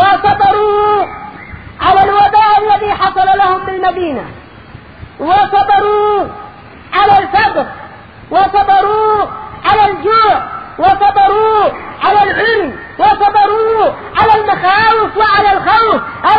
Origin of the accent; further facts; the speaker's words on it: Yemen; موجود عندنا باليمن. ماذا اقول لك، ماذا اقول لهم وانا في مصر